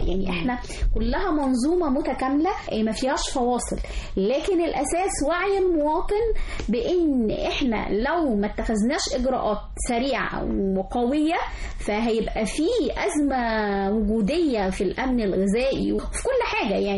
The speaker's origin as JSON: {"language": "Arabic", "region": "Sharqia Governorate", "country": "Egypt", "said": "يعني إحنا عندنا في الشرقية"}